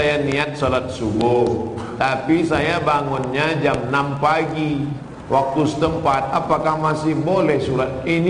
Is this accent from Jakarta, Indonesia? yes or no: no; Riau, Indonesia; Di kampung saya di Riau, ada kabupaten 10 miliar.